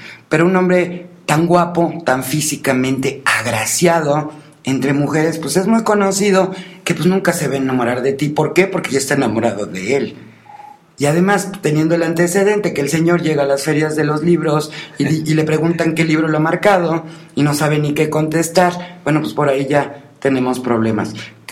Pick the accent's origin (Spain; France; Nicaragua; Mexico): Mexico; nuestra obligación como mexicanos es trabajar el doble